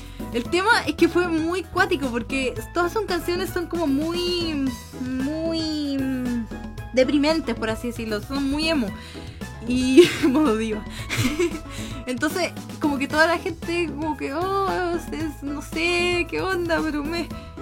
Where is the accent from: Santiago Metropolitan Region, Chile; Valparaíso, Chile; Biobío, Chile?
Santiago Metropolitan Region, Chile; Santiago; Sí, soy de Chile. Soy chilenita, de hecho soy de la capital de Chile